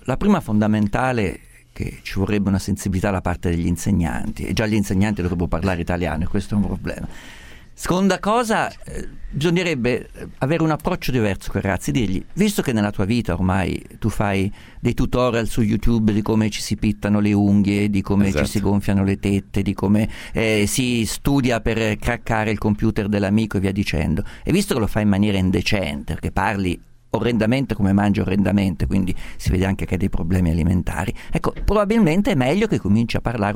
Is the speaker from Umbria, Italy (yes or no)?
yes; Perugia, Umbria, Italy; Sono perugino.